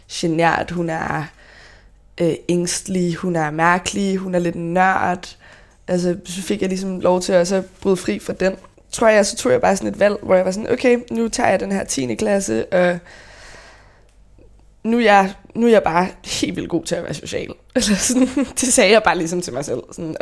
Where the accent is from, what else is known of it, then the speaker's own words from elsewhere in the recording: Copenhagen, Capital Region, Denmark; jeg er faktisk født og opvokset på Nørrebro. Mine forældre boede nede på Rantorvsgade, Griffenfeldsgade, i en lejlighed over min onkels bager.